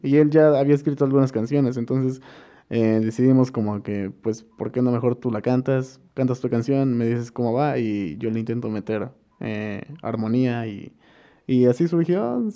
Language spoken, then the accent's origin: Spanish; Amecameca, State of Mexico, Mexico; Nací en Amecameca, en el pueblito cerca del volcán, San Pedro. Ahí crecí, ahí viví, de ahí son mis padres, toda mi vida he estado aquí. Y sí, fui a la Sor Juana, como la mayoría de aquí.